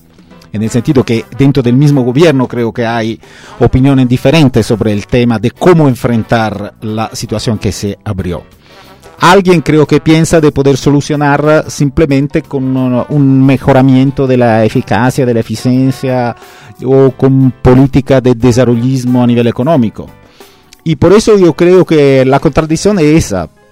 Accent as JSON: {"language": "Spanish", "country": "Italy", "second_language": "Spanish", "said": "Por lo que puedo decir yo como italiano y como europeo"}